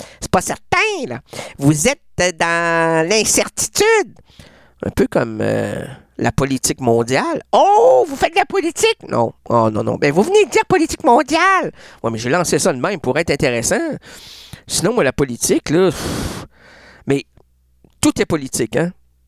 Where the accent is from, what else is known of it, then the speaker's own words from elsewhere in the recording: Sherbrooke, Quebec, Canada; Mais moi, parce que je viens de Sherbrooke. Mais Sherbrooke peut pas sortir de moi.